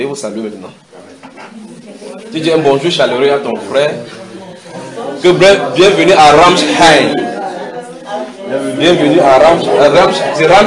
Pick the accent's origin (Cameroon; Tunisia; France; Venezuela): Cameroon; Chez nous au Cameroun, chaque fois on travaille, on voit, on dit, c'est dans l'obscurité